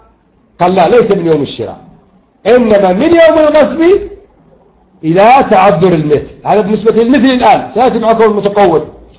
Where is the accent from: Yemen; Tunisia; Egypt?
Yemen; لكن إذا أتلف علي مثلا جنبية مثلا عندنا في اليمن